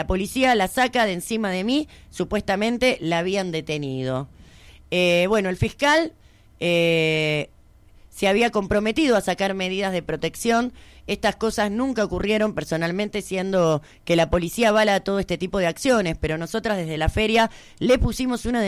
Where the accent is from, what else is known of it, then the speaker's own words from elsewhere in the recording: Chile; haciendo alusión sobre todo a que soy chilena